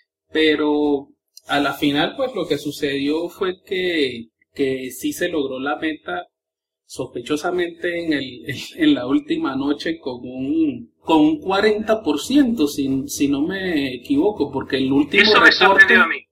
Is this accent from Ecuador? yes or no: no; Venezuela; now in Colombia; Venezolano viviendo en Colombia.